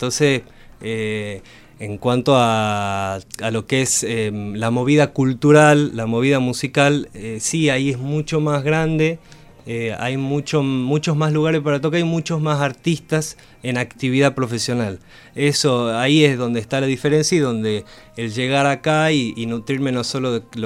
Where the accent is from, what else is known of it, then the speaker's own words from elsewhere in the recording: Tucumán, Argentina; soy de Tucumán, vivo acá hace 7 años. Me he venido a estudiar la carrera de música popular a la facultad acá de Bellas Artes